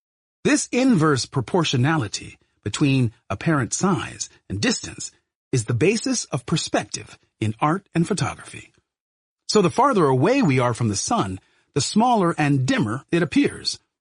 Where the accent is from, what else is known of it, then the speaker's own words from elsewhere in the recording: Brooklyn, New York, United States; humans answered the question that had so excited me as a boy growing up in Brooklyn.